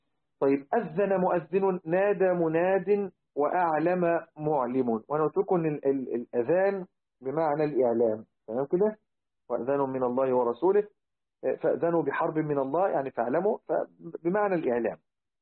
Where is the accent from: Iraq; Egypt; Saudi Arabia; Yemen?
Egypt; لذلك احنا عندنا في مصر يعني حاجة البنت في الزواج أو الرجل بنطلق عليها الجهاز